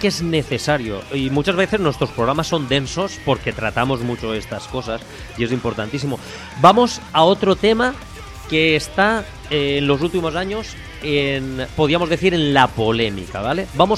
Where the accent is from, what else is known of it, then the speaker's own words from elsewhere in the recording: Ontinyent, Valencian Community, Spain; yo hace poco en mi pueblo, Ontiñán, trajeron una banda tributo a ….